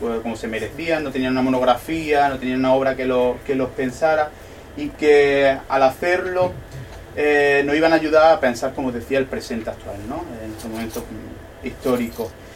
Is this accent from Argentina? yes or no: no; Loja, Andalusia, Spain; escribo un texto maravilloso sobre mi pueblo, y yo lo que quiero es publicar un texto sobre mi pueblo, somos así de chauvinistas ambos sobre Loja.